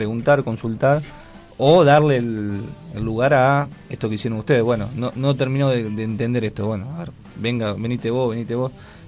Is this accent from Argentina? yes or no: yes; Argentina; que somos todos argentinos, pero estamos muchas veces tan desconectados